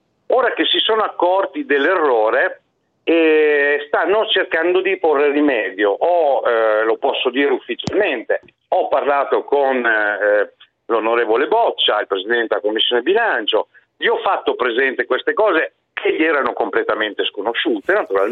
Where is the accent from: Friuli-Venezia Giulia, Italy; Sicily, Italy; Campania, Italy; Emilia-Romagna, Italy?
Emilia-Romagna, Italy; Da buon emiliano non posso fare altro.